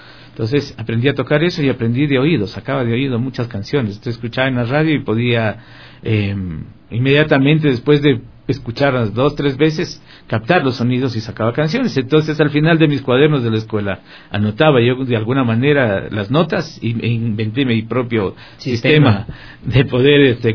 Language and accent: Spanish; Guayaquil, Guayas, Ecuador; born there; Yo soy un guayaco lojano. Yo nací en Guayaquil y mi familia toda es de Loja. Nací y crecí en un contexto musical.